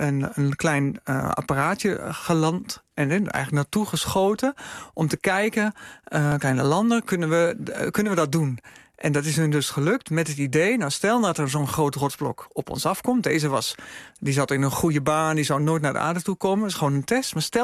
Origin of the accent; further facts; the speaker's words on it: Enschede, Overijssel, Netherlands; Ik kom oorspronkelijk uit Enschede.